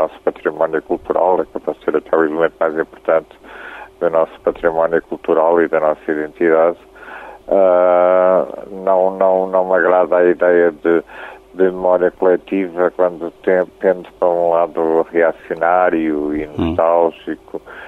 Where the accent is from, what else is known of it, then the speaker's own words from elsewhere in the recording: Portugal; Nós, obviamente, que somos portugueses e cantamos, inclusive, em alguns temas em português